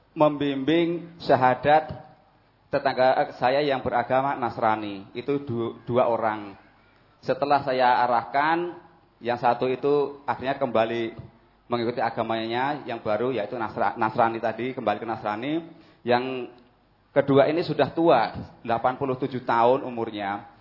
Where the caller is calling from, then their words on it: Batu Marta, South Sumatra, Indonesia; saya dari Sumatera Selatan mewakili dari Batu Marta